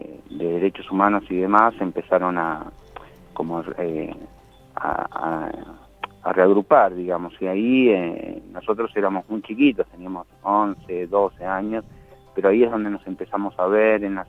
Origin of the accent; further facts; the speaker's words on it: La Plata, Buenos Aires Province, Argentina; born there; Justamente un 19 de julio es donde nací ahí en La Plata.